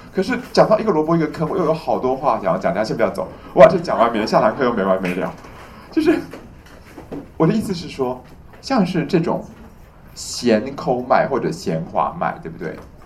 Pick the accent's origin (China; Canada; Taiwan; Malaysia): China; 所以我们中国人用附子哦，真的内行的人都会说一句话